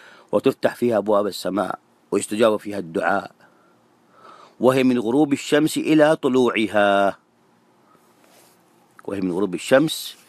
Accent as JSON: {"language": "Arabic", "country": "Saudi Arabia", "said": "كما يسموه هنا عندنا في السعودية"}